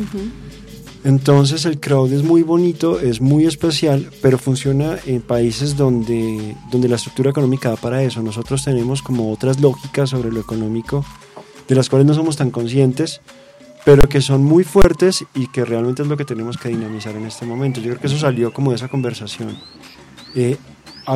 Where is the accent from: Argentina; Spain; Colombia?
Colombia; pues que sea rentable para nosotros como colombianos